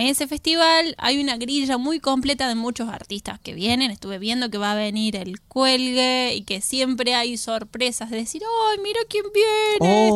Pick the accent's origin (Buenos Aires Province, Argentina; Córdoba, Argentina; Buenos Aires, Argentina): Córdoba, Argentina; Que soy de Córdoba capital.